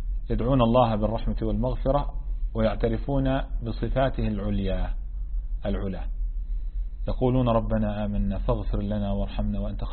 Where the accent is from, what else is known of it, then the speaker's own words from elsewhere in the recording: Palestine; احنا منقول في لهجتنا العامية في فلسطين لفحني الهوى،